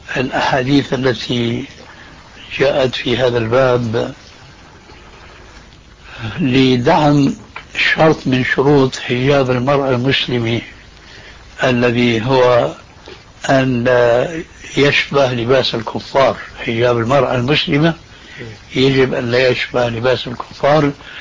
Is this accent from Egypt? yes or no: no; Damascus, Damascus Governorate, Syria; حلق اللحية قد وجد عندنا في دمشق